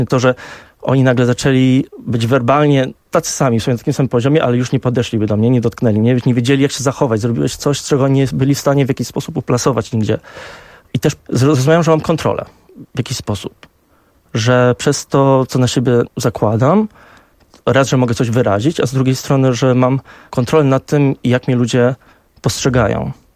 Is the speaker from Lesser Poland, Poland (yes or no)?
no; Warsaw, Masovian Voivodeship, Poland; moved away; A pojechałem do Londynu, bo urodziłem się w Warszawie, wychowałem się w Warszawie